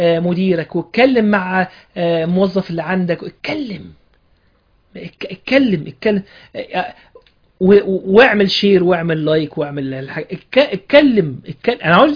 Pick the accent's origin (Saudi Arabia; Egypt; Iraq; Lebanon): Egypt; ان انا مصري، الحمد لله ان انا عايش في بلد دي